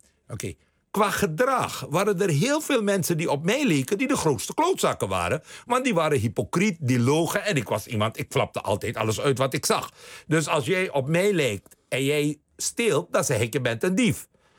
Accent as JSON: {"language": "Dutch", "country": "Suriname", "tie": "born or raised there", "said": "Dus ik ben opgegroeid in Suriname. Mijn grootouders komen uit India. Ik zie eruit zoals ik er zie."}